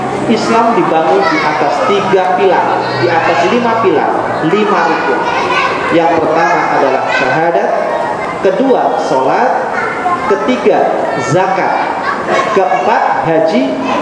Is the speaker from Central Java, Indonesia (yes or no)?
yes; Brebes, Central Java, Indonesia; Saya lahir di Brebes. Pendidikan saya Madrasah Ibtidaiyah Islamiyah di Brebes tahun 80.